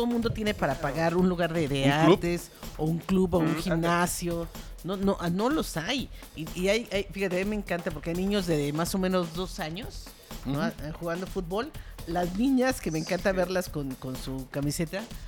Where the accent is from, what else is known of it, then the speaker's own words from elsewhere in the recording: Mexico; los que ganamos somos los mexicanos.